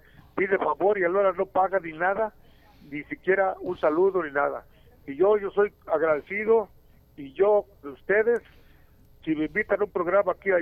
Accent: Mezcala de la Asunción, Jalisco, Mexico; las fiestas patronales de mi pueblo de Mezcala de la Asunción

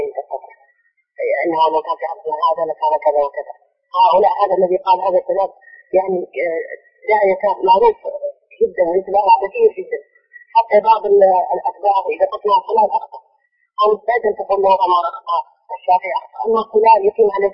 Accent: Hadhramaut, Yemen; عندنا في حضرموت

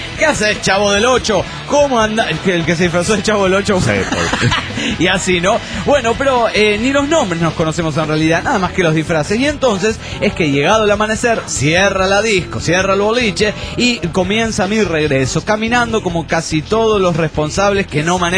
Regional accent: Guanajuato, Mexico; de Guanajuato, México.

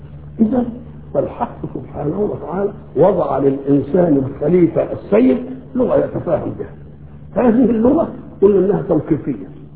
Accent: Egypt; accent: Egyptian; ان كلمناهم بلهجتنا المصرية ما يفهموش ولا كلمة

